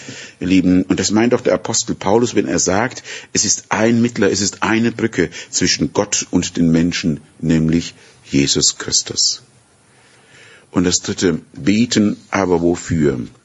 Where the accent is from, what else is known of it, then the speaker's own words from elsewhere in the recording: Würzburg, Bavaria, Germany; born there; So wie ich über in Würzburg, in meiner Geburtsstadt, über die alte Mainbrücke gehen kann